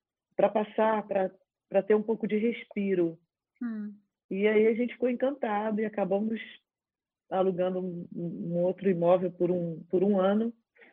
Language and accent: Portuguese; Rio de Janeiro, Brazil; Eu vivo no Brasil, sou brasileira, né? Sou carioca, nascida no Rio de Janeiro